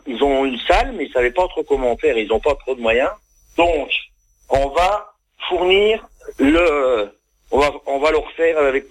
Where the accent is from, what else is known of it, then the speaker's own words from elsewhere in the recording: Saint-Étienne, Auvergne-Rhône-Alpes, France; j'ai 54 ans et je suis stéphanois depuis 54 ans.